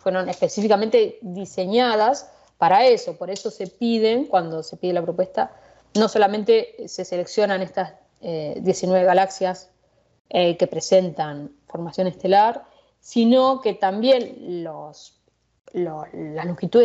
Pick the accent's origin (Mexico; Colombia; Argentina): Argentina; now in Arizona, United States; En particular, en este grupo de más de 100 personas, soy la única argentina, sí.